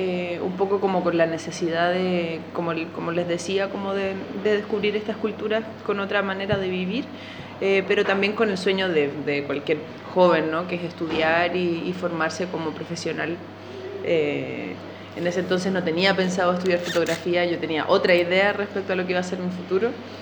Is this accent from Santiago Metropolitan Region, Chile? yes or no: yes; Santiago, Santiago Metropolitan Region, Chile; also born or lived in Valencia / Segovia; Yo soy de Santiago y nunca me imaginé vivir en lugares más pequeños.